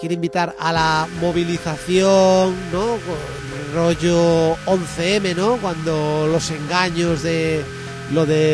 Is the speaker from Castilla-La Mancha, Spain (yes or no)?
yes; Cuenca, Castilla-La Mancha, Spain; yo es que soy de Cuenca.